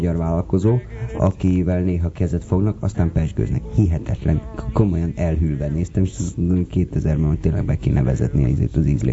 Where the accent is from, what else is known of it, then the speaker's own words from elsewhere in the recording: Budapest, Hungary; Egy peremkerületben nőttem föl